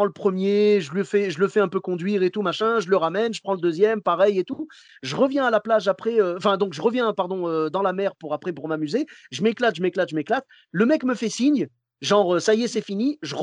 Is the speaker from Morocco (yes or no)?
yes; Morocco; Ah, écoute, je suis marocain jusqu'au bout.